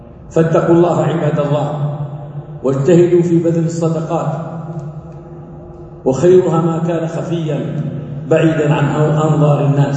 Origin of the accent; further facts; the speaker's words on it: Saudi Arabia; أن تكون بلادنا المملكة العربية السعودية